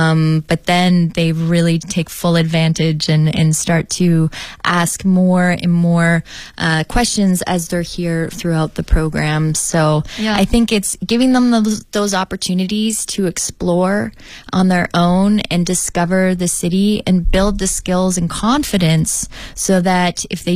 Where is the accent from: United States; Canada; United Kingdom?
Canada; I didn't view them as different because we are all Canadian and equally Canadian.